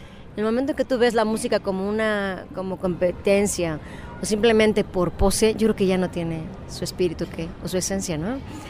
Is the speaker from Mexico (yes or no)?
yes; Tixla, Guerrero, Mexico; No, es que somos de Tixla, entonces ¿por qué traen un arpa? No, pues es que en toda la República tenemos, es maravilloso nuestro país porque hay arpas en 20 estados, ¿no? No nomás aquí en Guerrero